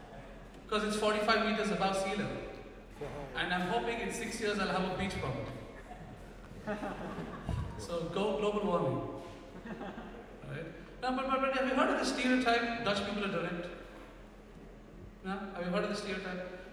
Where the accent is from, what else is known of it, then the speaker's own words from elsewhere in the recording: India; because I'm from India and silence is gold.